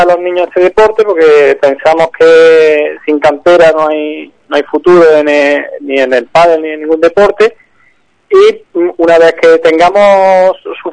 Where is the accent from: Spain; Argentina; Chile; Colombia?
Spain; Córdoba, Andalusia; yo ya le digo, soy provengo de Córdoba